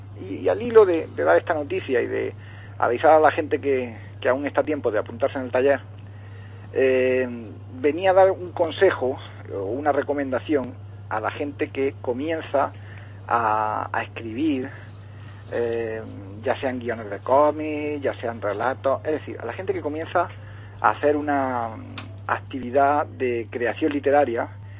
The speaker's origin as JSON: {"language": "Spanish", "town": "El Ejido", "region": "Andalusia", "country": "Spain", "tie": "born or raised there", "said": "Hoy venía primero a dar una noticia local de mi pueblo de Ejido."}